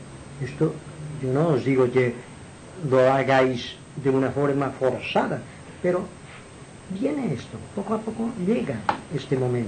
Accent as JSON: {"language": "Spanish", "town": "Inca", "region": "Balearic Islands", "country": "Spain", "said": "yo siempre he sido un poco más del equipo de mi pueblo"}